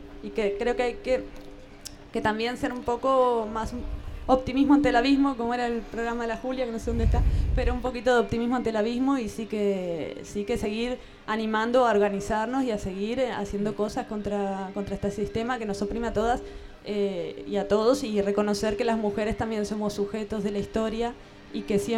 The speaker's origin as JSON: {"language": "Spanish", "country": "Argentina", "said": "Yo vengo de Argentina, esto también se discutía hace 15 años allá"}